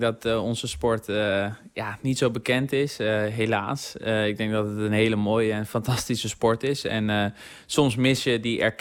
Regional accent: South Holland, Netherlands; Ik kom uit de regio van Den Haag natuurlijk.

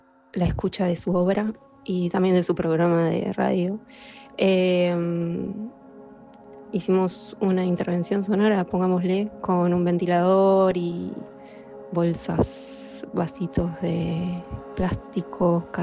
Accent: Buenos Aires, Argentina; eso es dónde estoy ahora y de dónde soy, de Buenos Aires. Viví en muchísimos lugares durante toda mi vida. Me mudé muchas veces

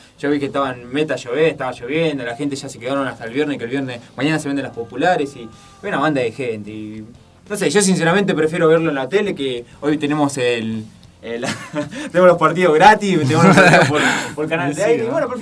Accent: Argentina; como argentino

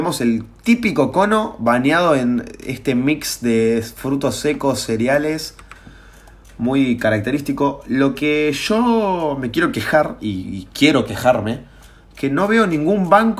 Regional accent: Mar del Plata, Buenos Aires Province, Argentina; born there; soy nacido en Mar del Plata, marplatense, se diría

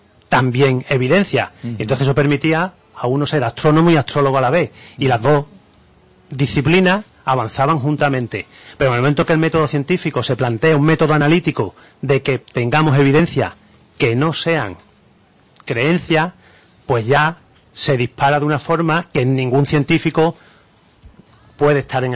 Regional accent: Andalusia, Spain; y nosotros somos andaluces, y nos gusta esto

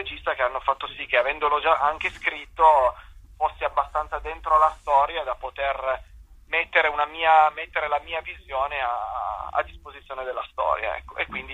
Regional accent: Turin, Piedmont, Italy; io sono di Torino

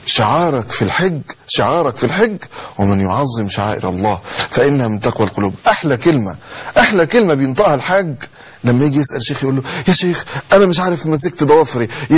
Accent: Egypt; احنا عندنا مشكلة كمصريين

